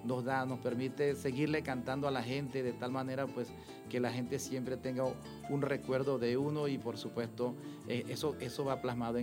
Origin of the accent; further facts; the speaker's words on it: Santa Rosa, Barinas, Venezuela; vengo de Santa Rosa de Barinas